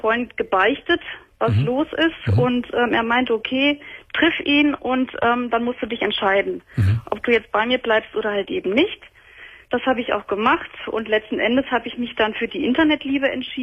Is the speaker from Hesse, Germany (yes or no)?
yes; Hesse, Germany; ich bin aus der Nähe von Kassel. Das ist ja schon ein Stück.